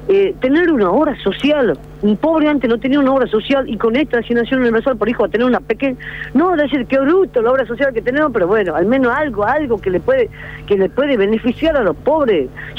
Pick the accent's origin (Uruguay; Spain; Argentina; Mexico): Argentina; si supuestamente nosotros estamos dentro del territorio argentino, somos argentinos también